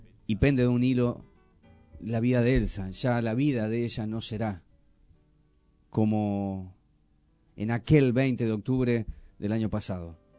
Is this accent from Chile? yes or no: yes; Chile; now in Argentina; soy chilena, vivo en la Argentina, me quedo aquí